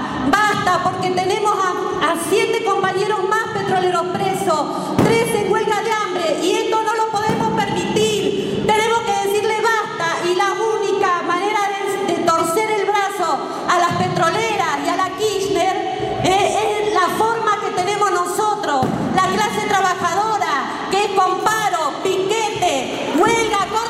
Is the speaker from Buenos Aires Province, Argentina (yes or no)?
no; Las Heras, Santa Cruz, Argentina; vengo desde Las Heras, Santa Cruz, soy esposa.